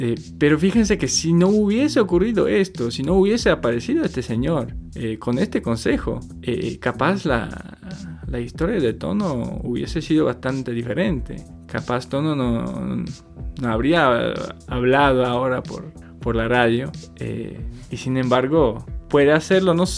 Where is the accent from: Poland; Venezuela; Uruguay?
Poland; Spanish is a second language; moved away; Yo soy de Polonia y en el año 2013 empecé el viaje en bicicleta desde México por América Latina